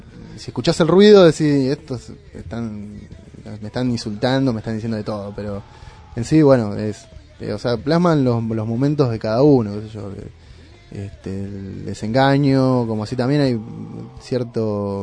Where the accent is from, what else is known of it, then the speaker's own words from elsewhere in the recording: Moreno, Buenos Aires Province, Argentina; yo soy de Moreno